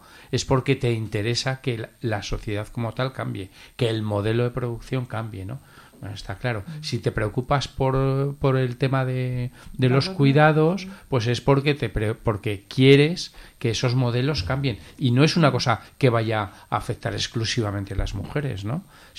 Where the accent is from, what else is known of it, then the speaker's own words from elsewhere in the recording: Zaragoza, Aragon, Spain; En mi casa, yo soy de Zaragoza, ¿no?